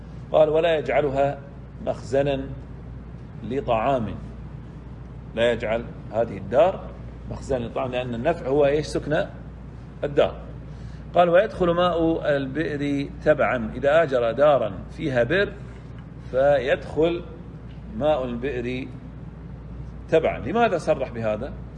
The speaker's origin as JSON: {"language": "Arabic", "country": "Saudi Arabia", "said": "وأما في عندنا في السعودية طبعا، وأما برا السعودية"}